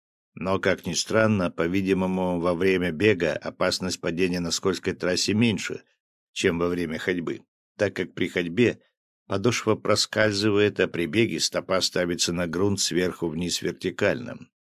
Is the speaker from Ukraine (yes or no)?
no; Smolensk, Smolensk Oblast, Russia; в последние годы в моем родном городе Смоленске, где я живу